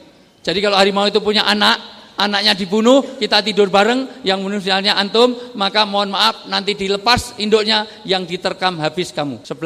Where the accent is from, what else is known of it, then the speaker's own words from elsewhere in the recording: Java, Indonesia; Saya senang orang Jawa karena saya orang Jawa.